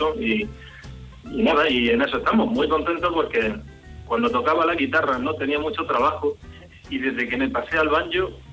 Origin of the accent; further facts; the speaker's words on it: Elda, Valencian Community, Spain; Vengo de Alicante, de la provincia de Alicante, concretamente de Elda.